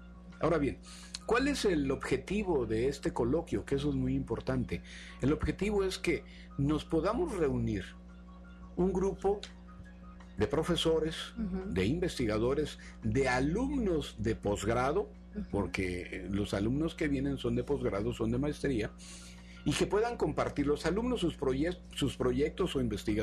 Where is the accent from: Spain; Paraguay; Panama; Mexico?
Mexico; Somos 3 mexicanos que vamos a exponer nuestros trabajos de investigación